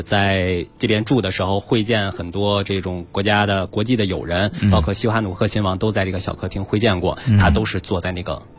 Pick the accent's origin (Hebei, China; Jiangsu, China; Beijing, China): Beijing, China; 因为我从小就是在胡同里长大的